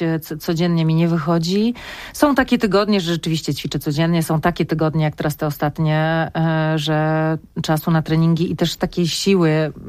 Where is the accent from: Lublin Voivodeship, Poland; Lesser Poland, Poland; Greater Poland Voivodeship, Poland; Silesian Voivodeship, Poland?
Silesian Voivodeship, Poland; Mikołów; born there; W Mikołowie, tam gdzie ja, w szpitalu, w którym ja się urodziłam